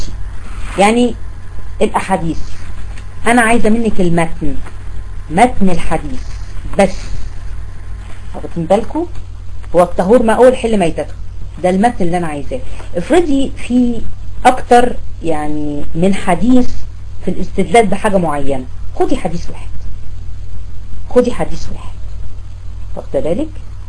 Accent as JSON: {"language": "Arabic", "country": "Egypt", "said": "احنا عندنا في مصر بنستقذر جدا الصرصار"}